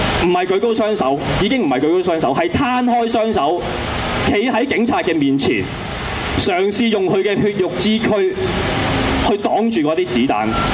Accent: Hong Kong; 因為雨傘革命就係我哋香港人嘅六四

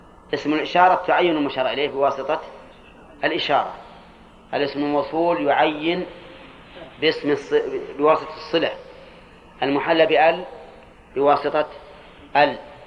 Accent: Al-Qassim, Saudi Arabia; أولاد علي أظن كنة عندنا في القصيم، ها لكلها القصيم أولاد علي

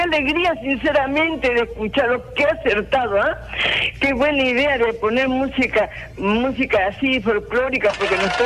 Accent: Lima, Peru; Yo tengo ya 72 años, pero me acuerdo, yo soy limeña, mi padre era tarmeño y mi madre es cerreña.

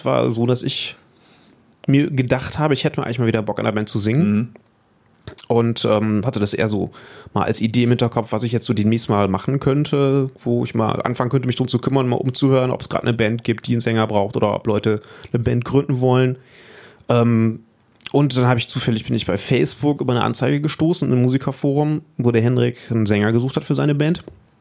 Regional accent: Düsseldorf, North Rhine-Westphalia, Germany; Ich komme aus Düsseldorf, genau.

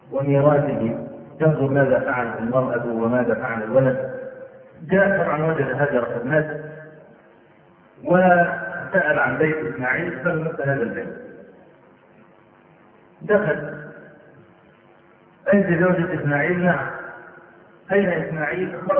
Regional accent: Egypt; نعرف رجلا من أعيان الجيزة عندنا في مصر

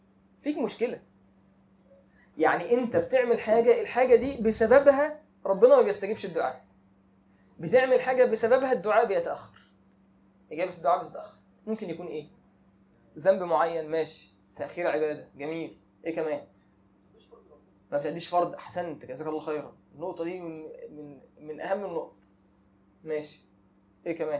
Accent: Egypt; احنا عارفين ان احنا عندنا المخطوبين في حكم المتجوزين معروف عندنا في مصر كده

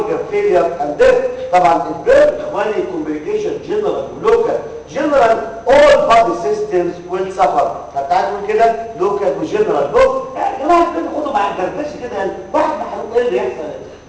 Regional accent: Egypt; على فكره عندنا في مصر

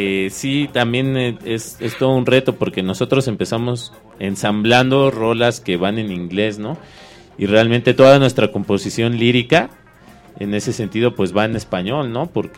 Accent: Iztapalapa, Mexico City, Mexico; yo, por ejemplo, crecí en Iztapalapa y ahí se oía mucho

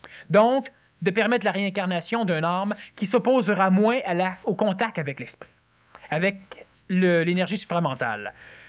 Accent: Quebec, Canada; Je suis né Québécois parce que c'est une terre privilégiée.

